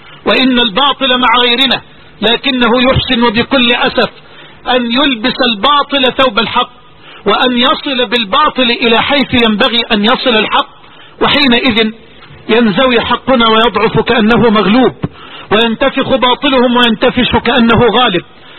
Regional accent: Egypt; هذه عندنا في مصر

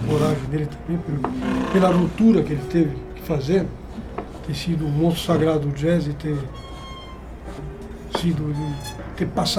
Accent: Italy; Portuguese is a second language; As pessoas não entendem porque eu sou italiano.

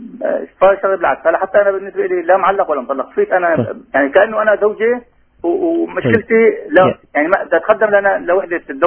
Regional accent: Aleppo, Aleppo Governorate, Syria; من حلب، متزوج وعندي 3 أولاد، شاب وبنتين.

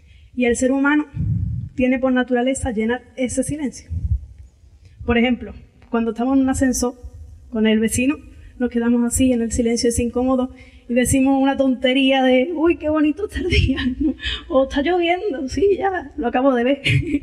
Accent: Andalusia, Spain; porque yo, como buena andaluza, hablo mucho

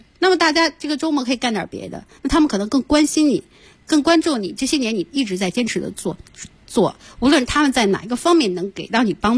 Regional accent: Inner Mongolia, China; 然后你我奶奶家在内蒙古，然后真的是以天为盖地为炉的那种感觉，就很宽阔

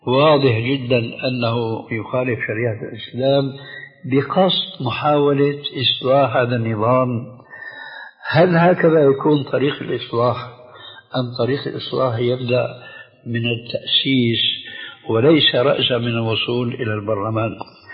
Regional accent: Syria

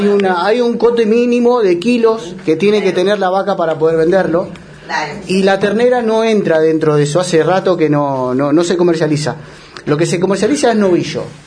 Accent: San Antonio de Padua, Buenos Aires Province, Argentina; moved away as an adult; also born or lived in Córdoba; Yo soy de la provincia de Buenos Aires, soy de San Antonio de Padua, y hace 16 años que estoy acá, y hace 18 que me fui de Buenos Aires. Estuve viviendo en Córdoba

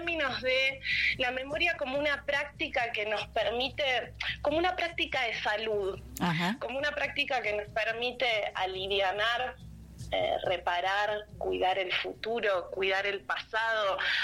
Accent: Argentina; cuando digo que soy argentina, me preguntan por las madres de Plaza de Mayo.

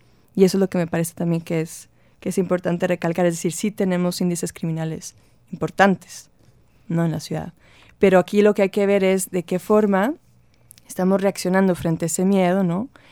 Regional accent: Monterrey, Nuevo León, Mexico; luego empecé a viajar. Tenía 5 años viviendo fuera cuando regresé a Monterrey en enero el año pasado. Y sí me pareció que volvía a otra ciudad. O sea, mi ciudad natal y al mismo tiempo otra ciudad.

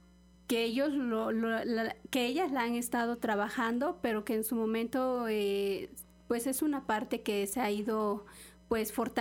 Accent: Los Reyes, Veracruz, Mexico; y también en el municipio de donde yo soy, que es el municipio de Los Reyes.

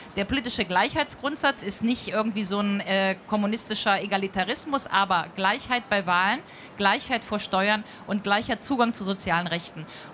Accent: Rhineland, Germany; Ich komme aus dem Rheinland.

